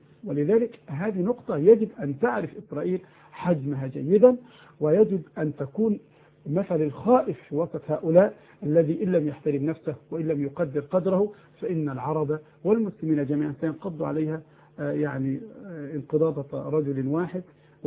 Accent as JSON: {"language": "Arabic", "country": "Egypt", "said": "عندنا في مصر بفضل الله رادارات تصور الطائرة"}